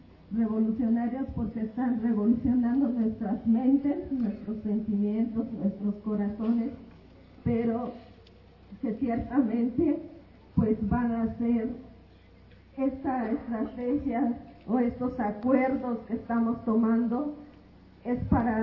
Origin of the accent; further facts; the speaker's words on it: Veracruz, Mexico; Un saludo desde mi pueblo Popoluca, allá en el sur de Veracruz.